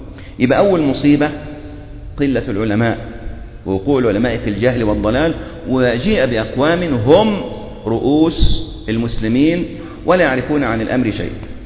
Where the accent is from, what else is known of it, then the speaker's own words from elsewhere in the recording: Egypt; يعني إحنا عندنا في مصر